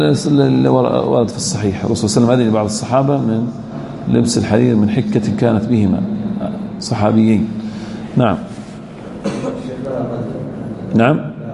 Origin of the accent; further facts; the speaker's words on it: Al-Ahsa, Eastern Province, Saudi Arabia; عندنا في الأحساء تراهم يعني ما يلبسون هذه من زمان